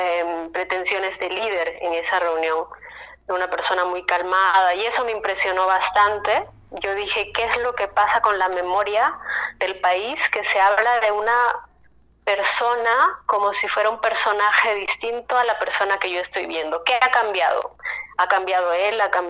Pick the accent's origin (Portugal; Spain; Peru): Peru; Cusco; Sí, bueno, yo soy de Cusco.